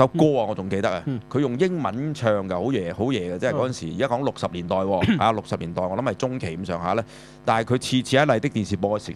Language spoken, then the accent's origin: Cantonese; China; 我哋中國人即係就叫差不多先生啊嘛嚇